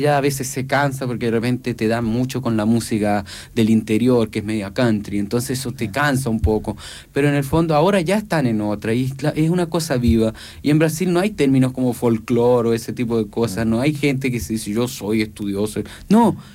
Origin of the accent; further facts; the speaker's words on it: Chile; born there; por algo yo nací en Chile